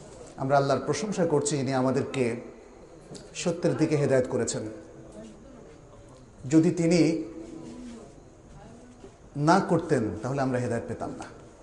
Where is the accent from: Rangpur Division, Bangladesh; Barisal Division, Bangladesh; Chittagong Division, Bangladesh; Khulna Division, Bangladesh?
Chittagong Division, Bangladesh; Sonaimuri; born there; আমার জন্ম গ্রামেই হয়েছিল, এই নোয়াখালীরই সোনাইমুড়ি, আমাদের বাড়ির নাম ছিল মৌলবী ইব্রাহিম সাহেবের বাড়ি সেখানে, ফলে আমি কিন্তু আমার জন্মস্থানের কাছেই চলে এসেছি